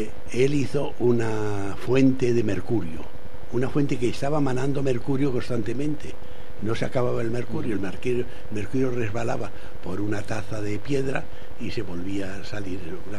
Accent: Spain; ¿de dónde es usted? Digo, pues soy español.

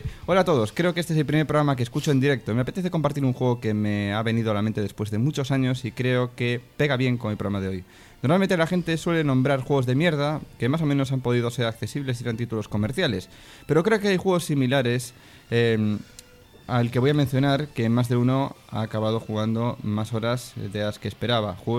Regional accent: Galicia, Spain; dentro de mí había algo que, como gallego, hacía que me identificara con el joven personaje que recorría lugares cercanos que sabía que eran reales

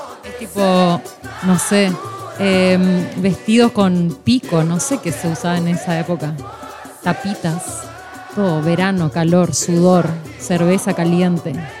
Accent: Corrientes, Argentina; a mí esto me transporta a mi adolescencia en Corrientes, por supuesto.

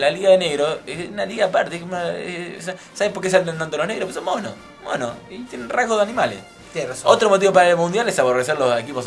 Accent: Argentina; yo soy argentino, nacionalista y católico.

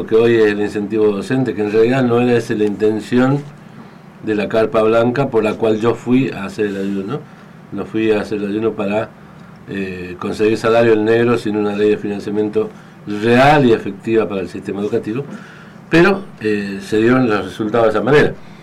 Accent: Argentina; de poder comenzar a tocar estos temas que hacen a la conformación de nuestro ser como ser argentino, ¿no?

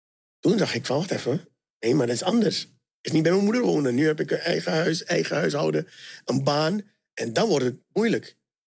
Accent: Suriname; Want ik kom natuurlijk uit Suriname.

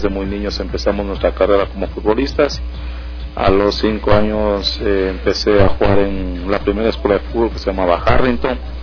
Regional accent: Juncal, Imbabura, Ecuador; yo vengo de la provincia de Imbabura, específicamente del Valle del Chota, del Juncal, donde nosotros, la mayoría de la gente, somos futbolistas.

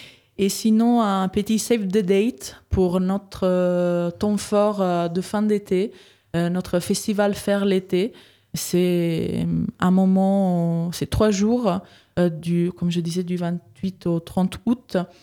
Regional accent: Italy; French is a second language; now in Saint-Étienne, France; avant, j'habitais à Villeurbanne. J'étais arrivée à Villeurbanne en 2015. Mais comme vous pouvez l'entendre, je suis pas française. Donc, je suis italienne. Je me suis installée en région Auvergne-Rhône-Alpes justement en 2015. Et donc, en 2019, je suis arrivée à Saint-Étienne.

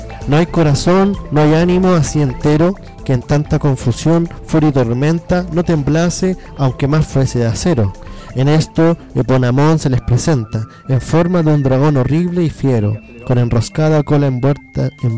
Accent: Chile; Les traigo hoy algo que nos concierne como chilenos

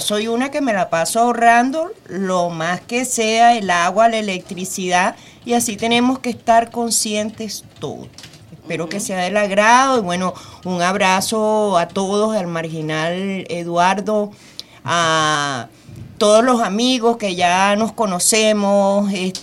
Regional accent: Vargas, Venezuela; Tenemos pendiente una presentación allá en mi estado Vargas, porque yo soy del estado Vargas.

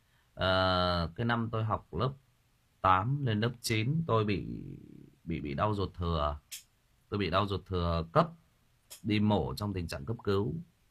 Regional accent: Thai Nguyen, Vietnam; Tôi lớn lên, tôi sinh ra và lớn lên ở Thái Nguyên.

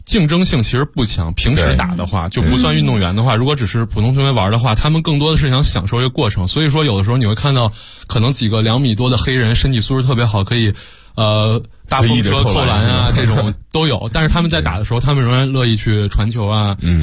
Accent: China; 那对于我们中国人来说

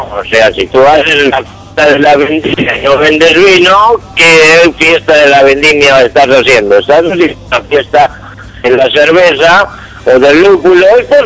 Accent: Galicia, Spain; now in Argentina; Y bueno, yo soy gallego y tenemos a los vascos, a los catalanes, a los valencianos y todo eso.

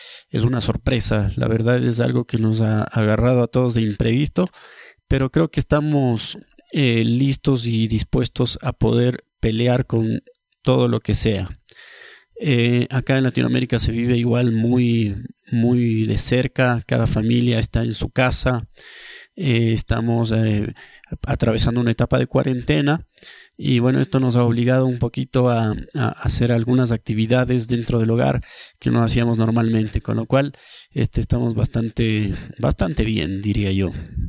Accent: Ecuador; yo soy de Ecuador

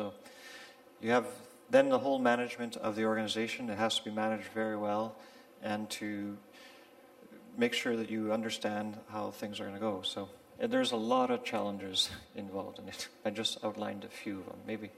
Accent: Canada; As Craig mentioned, I'm from Canada.

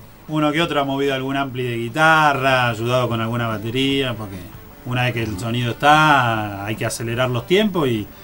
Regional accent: Buenos Aires, Argentina; accent: porteño; now in Mendoza, Argentina; Soy bonaerense, soy de ahí.

